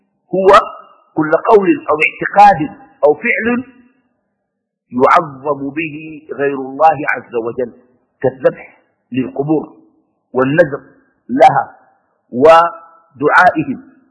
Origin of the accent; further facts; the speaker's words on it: Sudan; وعندنا في السودان أسوأ من هذه الممارسة